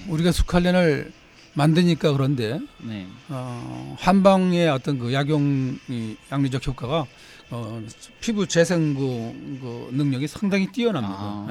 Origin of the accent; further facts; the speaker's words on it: Yeongjong, Incheon, South Korea; 제 고향은 사실은 그 인천 신공항이 있는 그 영종도란 섬인데.